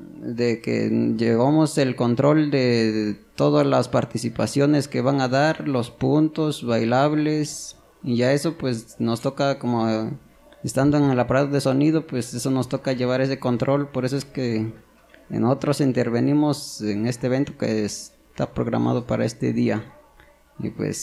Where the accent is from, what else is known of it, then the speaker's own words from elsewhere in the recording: San José Chiltepec, Oaxaca, Mexico; vengo de la comunidad de San José Chiltepec. Y pues mi asamblea de mi pueblo